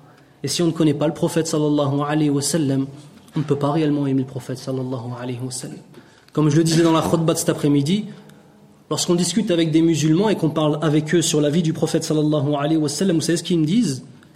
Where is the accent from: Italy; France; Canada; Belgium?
Italy; French is a second language; Vous savez que moi je ne suis pas un arabe, parce que vous savez ça. Moi je suis un italien, je suis un converti à l'islam.